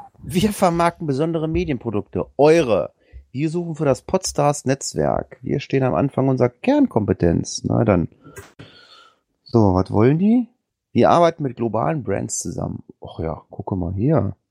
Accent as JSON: {"language": "German", "region": "Hamburg", "country": "Germany", "said": "Wir kommen ja beide aus Hamburg, ne, oder?"}